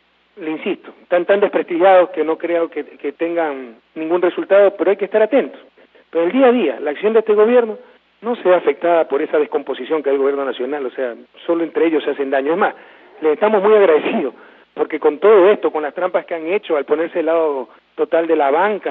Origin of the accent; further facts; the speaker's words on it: Guayaquil, Guayas, Ecuador; born there; Recuerden que Guayaquil es mi ciudad natal, compatriotas